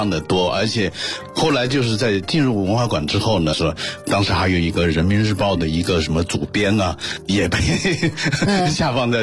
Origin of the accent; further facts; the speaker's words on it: Guizhou, China; 我是贵州人。那个时候呢，因为实际上要想学画，像在北京他可以在少年宫里面学，那么在比相对来说比较边远的这种省份呢